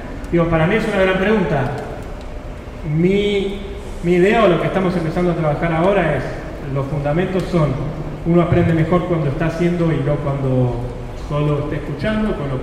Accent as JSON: {"language": "Spanish", "region": "Buenos Aires", "country": "Argentina", "said": "voy a Buenos Aires, yo soy de Buenos Aires."}